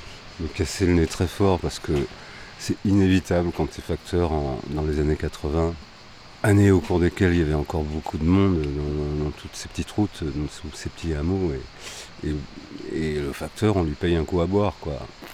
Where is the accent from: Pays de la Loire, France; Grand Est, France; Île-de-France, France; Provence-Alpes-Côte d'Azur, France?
Île-de-France, France; Paris; also born or lived in Le Puy-en-Velay; Paris et le Puy, ma grand-mère, ouais.